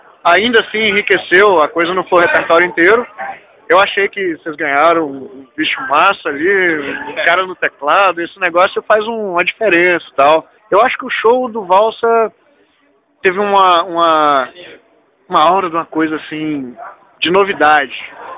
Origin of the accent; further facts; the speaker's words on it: Governador Valadares, Minas Gerais, Brazil; now in Belo Horizonte, Brazil; Desde que eu tô morando aqui, eu não sou daqui, eu sou de Valadares.